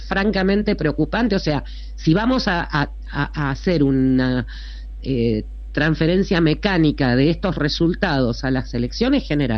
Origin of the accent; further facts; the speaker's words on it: Argentina; Alguien que no sabía nada de cómo somos los argentinos